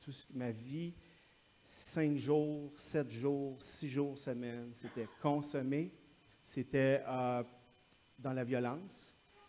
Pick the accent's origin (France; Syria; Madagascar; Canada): Canada; Quebec; also born or lived in Calgary, Canada; Oui, je suis du Québec, mais j'étais en Alberta à Calgary pendant quelques années.